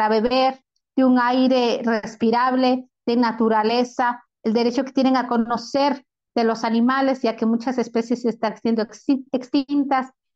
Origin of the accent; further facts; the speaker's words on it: Ecuador; Ya se ha incorporado en la Constitución de Ecuador, que es de donde yo vengo